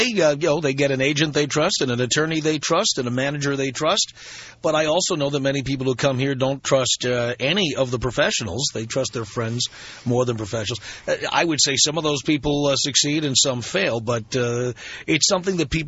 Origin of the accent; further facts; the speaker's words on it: New York, United States; moved away as an adult; now in Los Angeles, United States; I mean, I've lived in L.A. 18 years, and I'm originally from New York